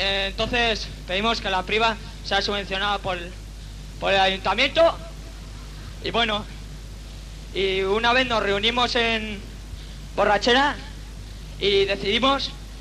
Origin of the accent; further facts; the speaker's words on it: Pamplona, Navarre, Spain; Sabéis que venimos de Pamplona, ¿no?